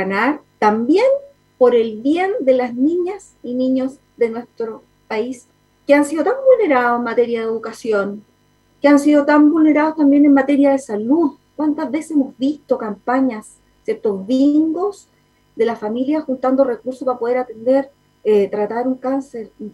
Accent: Chile; Como mamá, también como chilena, porque también fuimos niños

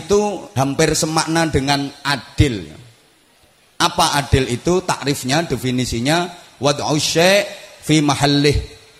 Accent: Indonesia; Aku mencintai Indonesia karena aku dilahirkan di Indonesia.

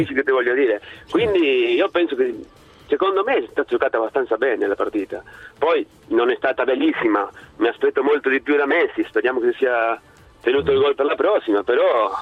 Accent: Argentina; now in Italy; io sono argentino, quindi sono di parte, no?

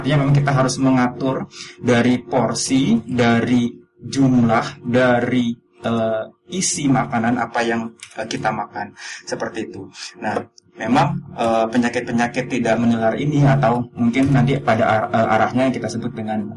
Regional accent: Bekasi, West Java, Indonesia; now in Yogyakarta, Indonesia; Oh, kalau asal saya sebenarnya dari Bekasi.

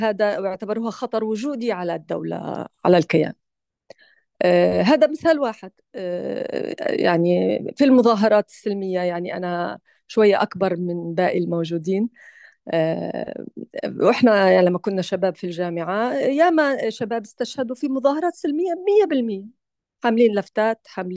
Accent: Gaza, Gaza Strip, Palestine; كوني أنا نفسي من غزة يعني، أو يعني أصلي من غزة ولي لا زال هناك أحباب

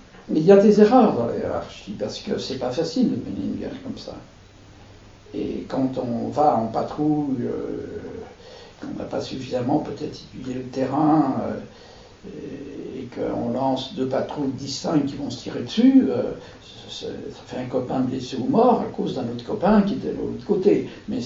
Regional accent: France; Moi, je suis français et je règle mes comptes avec le camp auquel j'appartiens.

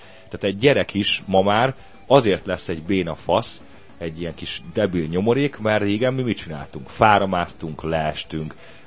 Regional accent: Budapest, Hungary; városi gyerek vagyok, én Budapesten születtem, 4. körülbelül 15-ben nőttem föl, de szerencsére az ilyen kertvárosi rész voltak, gyümölcsfák

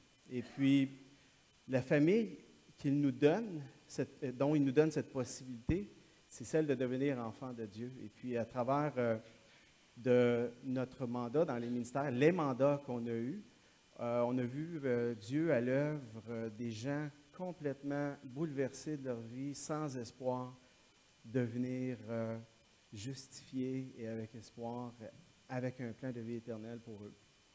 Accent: Quebec, Canada; also born or lived in Calgary, Canada; Oui, je suis du Québec, mais j'étais en Alberta à Calgary pendant quelques années.

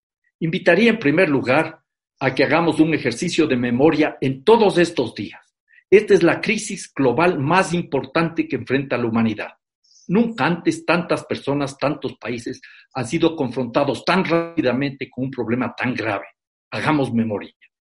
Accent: Ecuador; 1.300.000 hogares en mi país, Ecuador, no tienen una vivienda adecuada

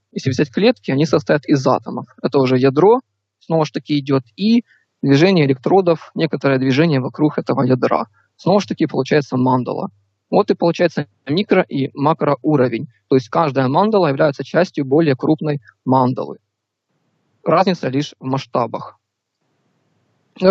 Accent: Ukraine; Я с Украины, мне сейчас 19 лет.

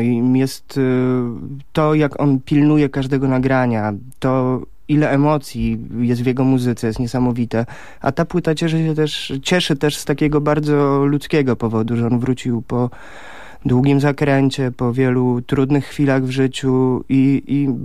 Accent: Warsaw, Masovian Voivodeship, Poland; po pierwsze jestem warszawiakiem

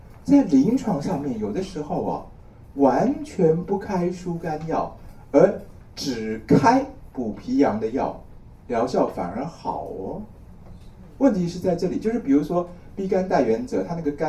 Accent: Taiwan; 好比说啊，我们台湾人来讲

